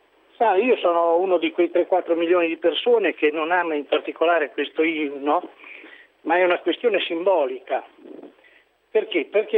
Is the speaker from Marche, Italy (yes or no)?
yes; Marche, Italy; Io sono di Pesaro, sono del Montefeltro, e confinante con quei 7 paesi che hanno fatto la secessione in Romagna.